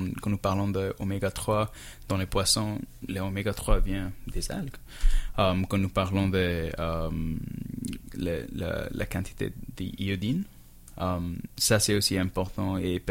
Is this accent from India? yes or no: yes; India; now in Canada; C'est vrai, parce que moi, je viens de l'Inde.